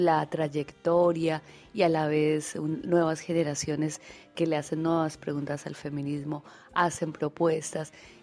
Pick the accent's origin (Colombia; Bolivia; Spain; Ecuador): Colombia; moved away as an adult; now in Argentina; soy una economista colombiana. Migré a la Argentina en el 2005 para investigar y estudiar la economía social y solidaria, así que desde el 2005 vivo en Argentina